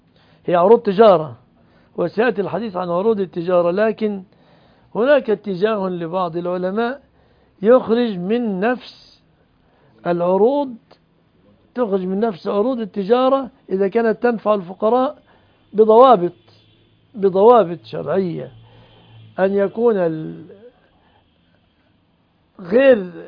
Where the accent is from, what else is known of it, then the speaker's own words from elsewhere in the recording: Egypt; الموظف عندنا في مصر ما بياخذ قوت سنته من شغله